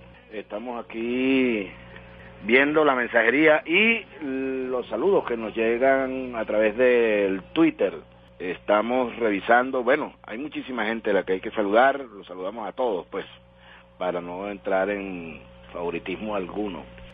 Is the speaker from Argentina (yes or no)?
no; Venezuela; Nos felicitamos como venezolanos por este gran logro de tener